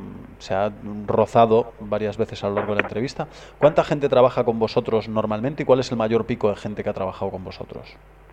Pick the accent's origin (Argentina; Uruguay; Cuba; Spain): Spain; O van un español, y yo como español, un alemán.